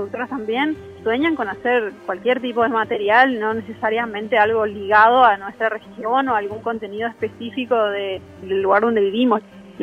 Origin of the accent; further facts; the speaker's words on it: Misiones, Argentina; como que soy de Misiones solamente tengo que hablar de los guaraníes.